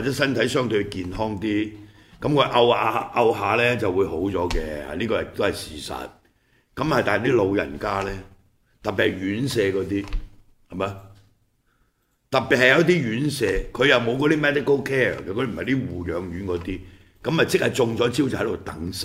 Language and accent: Cantonese; Hong Kong; 對我們香港人，即是加以毒害的人